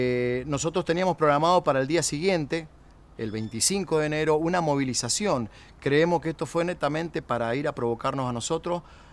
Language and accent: Spanish; Uspallata, Mendoza, Argentina; soy de Uspallata, soy emprendedor, papá, comerciante, músico, integrante de la Asamblea de Uspallata desde que estoy en ese lugar, hace 12 años, poco más.